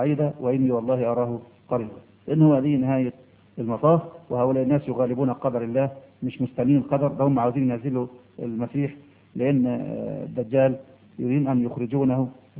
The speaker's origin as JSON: {"language": "Arabic", "country": "Egypt", "said": "يا أخي إحنا مصريين عقولنا متربية،"}